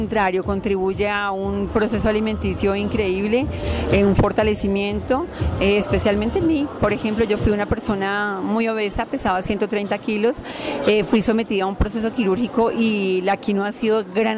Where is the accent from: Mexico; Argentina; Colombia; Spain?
Colombia; Tenjo, Cundinamarca; vengo del municipio de Tenjo, Cundinamarca, y estoy representando un grupo de mujeres productivas